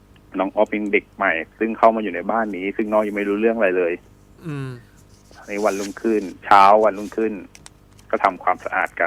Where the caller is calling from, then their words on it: Kamphaeng Phet, Thailand; ที่กำแพงเพชรครับ